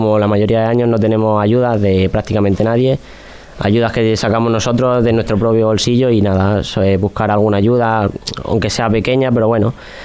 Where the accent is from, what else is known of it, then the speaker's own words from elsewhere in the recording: Alberche del Caudillo, Castilla-La Mancha, Spain; Alberche, que es mi pueblo